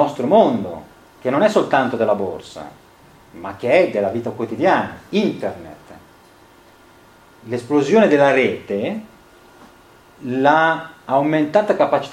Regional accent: Genoa, Liguria, Italy; io sono di Genova

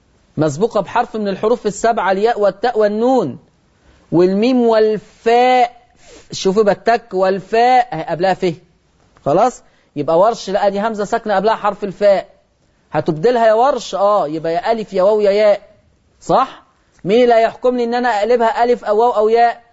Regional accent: Egypt; accent: Egyptian; ودي لهجتنا كمصريين على فكرة

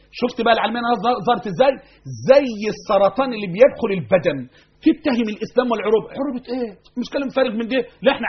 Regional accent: Egypt; أنا كمصري

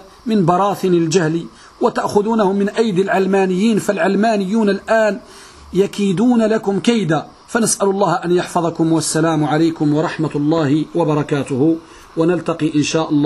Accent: Morocco; يوجد بعض البلدان عندنا بالمغرب أن النساء لهن وشم في وجوههن

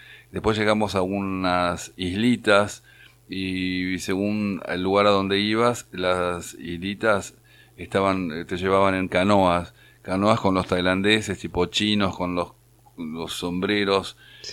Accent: Argentina; Y nosotros, y Gabriela le contesta, de Argentina.

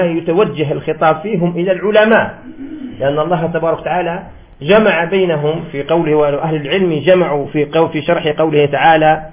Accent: Algeria; وهذا الوجهاء في هذا الزمان ما بقاوش عندنا في الجزائر

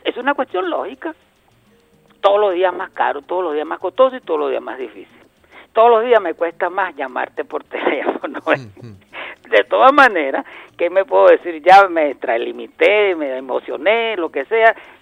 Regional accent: Venezuela; Yo, como venezolano, me dio pena.

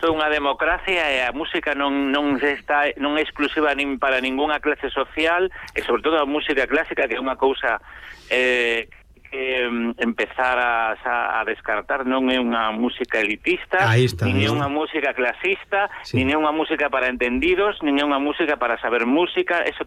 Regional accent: Galicia, Spain; do noso ser, e sobre todo do noso ser como galegos

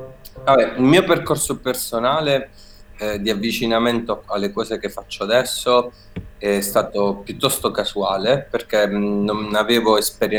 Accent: Apulia, Italy; Che secondo me da pugliese per me è venuta fuori un po' come contraccolpo

